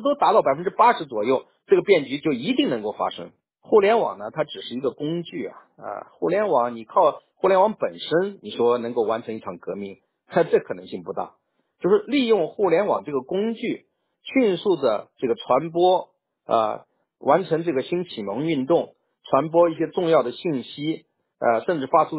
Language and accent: Chinese; China; 当然我是中国人了，对吧？至少我现在的国籍也是中国的，对不对？